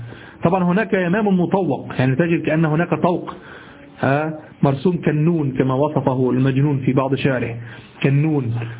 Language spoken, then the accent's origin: Arabic; Egypt; اليمام الذي نعرفه في مصر نحن باليمام